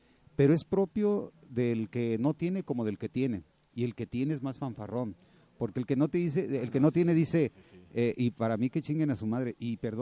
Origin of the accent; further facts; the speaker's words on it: Mexico; Yo creo que esto define perfectamente nuestra cultura como mexicanos